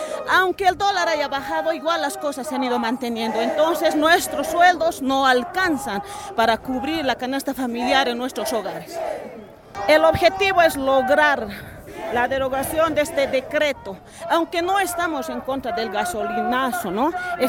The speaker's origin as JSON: {"language": "Spanish", "country": "Bolivia", "said": "Entonces nosotros como bolivianos tenemos que luchar"}